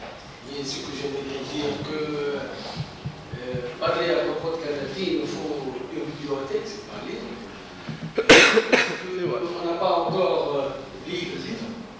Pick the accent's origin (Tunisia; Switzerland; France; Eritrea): Tunisia; je suis tunisien